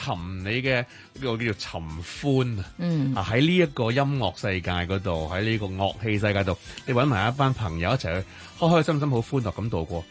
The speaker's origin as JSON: {"language": "Cantonese", "country": "Hong Kong", "said": "但系我活咗咁多年咧，我发觉咗有好多我哋香港人用嘅词汇或者讲苦话，啲人会觉得有少少负面嘅，或者唔系一个好正面嘅形容词。"}